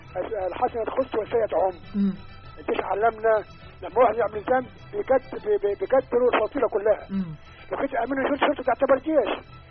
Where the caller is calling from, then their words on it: Asyut, Asyut Governorate, Egypt; كان من اسيوط.